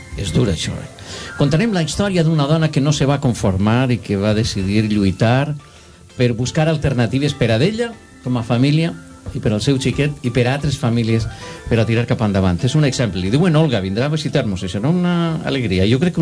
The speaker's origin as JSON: {"language": "Catalan", "region": "Valencian Community", "country": "Spain", "said": "sóc molt de la Safor i ho comentem molt"}